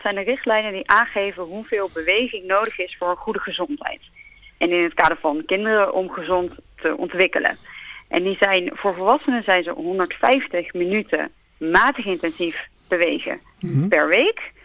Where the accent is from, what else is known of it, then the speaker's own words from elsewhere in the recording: Netherlands; altijd, wij als Nederlanders zitten heel veel.